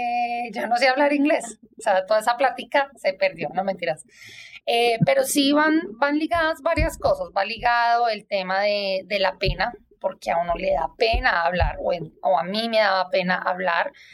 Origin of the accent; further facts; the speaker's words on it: Bogotá, Colombia; now in Toronto, Canada; yo soy de Bogotá, siempre nací allá, crecí allá